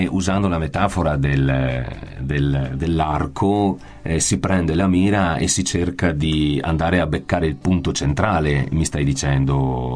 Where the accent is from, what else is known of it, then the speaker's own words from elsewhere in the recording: Stanghella, Veneto, Italy; un gruppo straordinario che è nato a Stanghella, il mio paese d'origine.